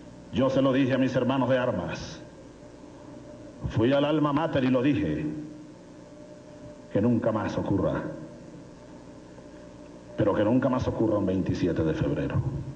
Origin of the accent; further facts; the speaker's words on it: Venezuela; rebeldes venezolanos del 92 hicimos una rebelión que fue legitimada sin duda alguna. No hoy, porque yo soy presidente ahora de Venezuela